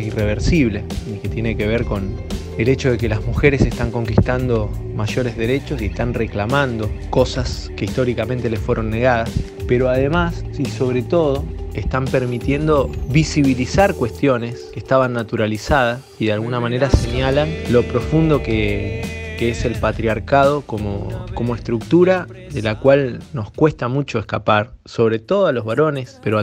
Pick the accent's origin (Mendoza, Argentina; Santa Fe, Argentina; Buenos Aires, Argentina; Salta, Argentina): Santa Fe, Argentina; Capitán Bermúdez; de Capitán Bermúdez